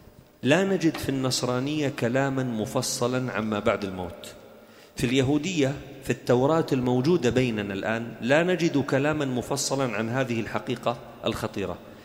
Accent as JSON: {"language": "Arabic", "town": "Da'el", "region": "Daraa Governorate", "country": "Syria", "tie": "born or raised there", "said": "نحن قريتنا في درعا اسمها داعل، أصلها دائيل، يعني بيت الآلهة"}